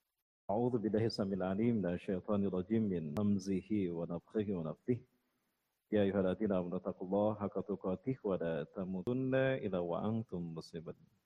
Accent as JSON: {"language": "Indonesian", "town": "Bandung", "region": "West Java", "country": "Indonesia", "tie": "born or raised there", "said": "Saya asli dari Bandung. Bandung campuran Padang. Karena ibu saya orang Bandung, ayah saya Bandung Padang. Mepuar Bukit Tinggi. Pendidikan saya banyak di Bandung. SD, SMP di Cimahi."}